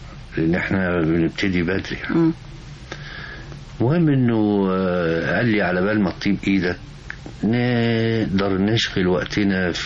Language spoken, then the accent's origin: Arabic; Egypt; قلت له انا مصري